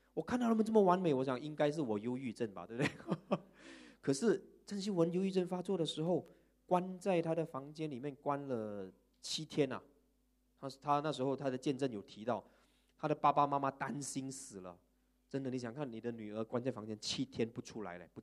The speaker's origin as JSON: {"language": "Chinese", "country": "Malaysia", "said": "我们马来西亚人每次都给人家讲什么？"}